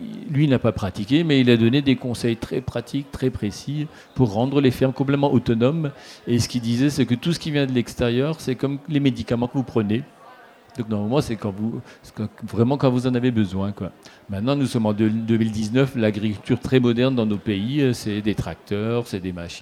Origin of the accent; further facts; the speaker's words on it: Grand Est, France; parce que je suis alsacien, parce que j'ai visité.